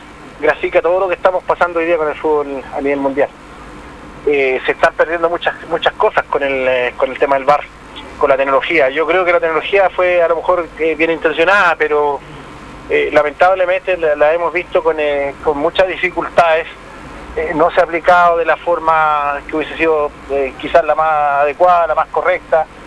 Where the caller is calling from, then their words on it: Ñuble, Chile; los que nos separamos de la región del Biobío, hoy día somos regiones, somos la región de Ñuble, la decimosexta región del país.